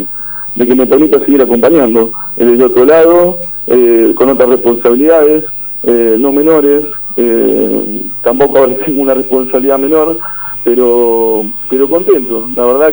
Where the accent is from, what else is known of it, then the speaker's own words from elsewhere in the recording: Azul, Buenos Aires Province, Argentina; Justamente los otros días yo me estuve acercando a otros pueblos, yo soy de Azul